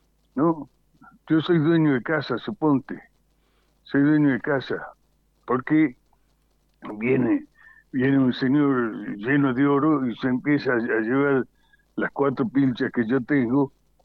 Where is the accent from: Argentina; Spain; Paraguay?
Argentina; Estos somos los argentinos de a pie, los argentinos bien paridos de aquí, en los que nos hemos creado queriendo a esta tierra